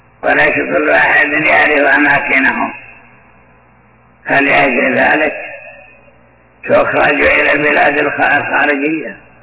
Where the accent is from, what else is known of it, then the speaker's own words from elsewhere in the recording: Iraq; في بعض البلدان ومنها بلدي العراق